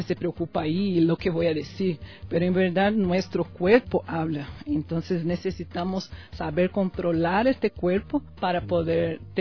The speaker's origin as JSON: {"language": "Spanish", "town": "Macaé", "region": "Rio de Janeiro", "country": "Brazil", "tie": "born or raised there", "also_born_or_lived": "Campo Grande", "second_language": "Spanish", "moved": "as an adult", "lives_now": "Ecuador", "said": "Yo también soy una mezcla, digamos así. Yo nací en Campo Grande, Mato Grosso do Sul, que es en la región central de Brasil, pero a mis 14 años fui a vivir en Macaé, que es una ciudad de Río de Janeiro."}